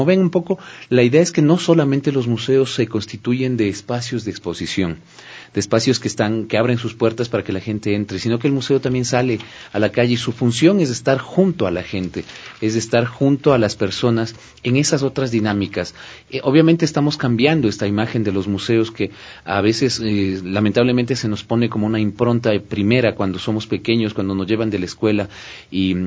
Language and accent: Spanish; Quito, Pichincha, Ecuador; esta riqueza de la que somos dueños los ecuatorianos y quiteños